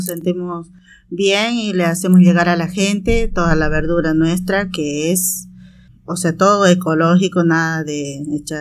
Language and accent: Spanish; Tarija, Bolivia; moved away; soy de la Bolivia, de la parte de provincia de Tarija. Y yo vengo de allá, hace muchos años que estoy acá, hace como 25 años ya que estoy acá trabajando en la verdura